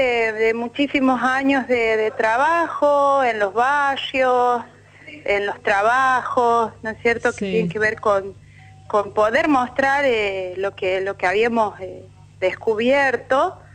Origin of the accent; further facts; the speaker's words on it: La Rioja, Argentina; Nací en La Rioja y vivo todavía en La Rioja.